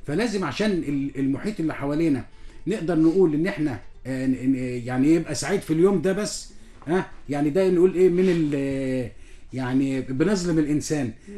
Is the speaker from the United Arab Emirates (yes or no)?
no; Egypt; يعني في احتفالات جميلة جدا احنا كلنا بنسعد بها كمصريين